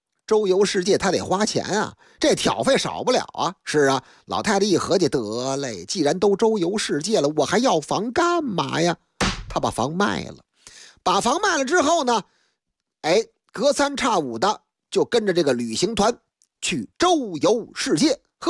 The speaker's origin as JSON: {"language": "Chinese", "region": "Beijing", "country": "China", "tie": "born or raised there", "said": "在我的老家北京劲松一带，那个地方那是个成熟的社区，有很多那个老旧的楼房"}